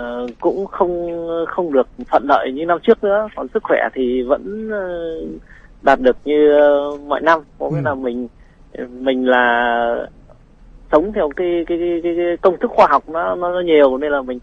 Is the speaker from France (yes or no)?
no; Ninh Binh, Vietnam; accent: Northern Vietnamese; now in Đồng Nai, Vietnam; Đúng rồi, mình quê ở Ninh Bình.